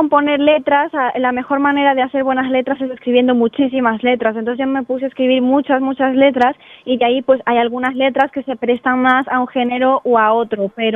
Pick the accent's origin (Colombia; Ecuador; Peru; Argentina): Peru; moved away as an adult; now in Spain; Yo me fui de Perú a los 19, en 2014, viví 2 años en Francia por mis estudios. En el 2016 me mudé a los Países Bajos para hacer un Erasmus